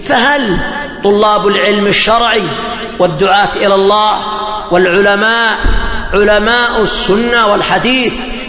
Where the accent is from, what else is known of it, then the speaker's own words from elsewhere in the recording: Yemen; تكثر الفتن في بلادنا اليمنية